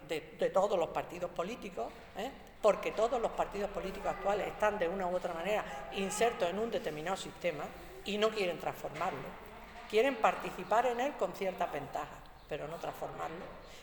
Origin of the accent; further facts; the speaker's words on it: Andalusia, Spain; soy mujer andaluza y soberanista.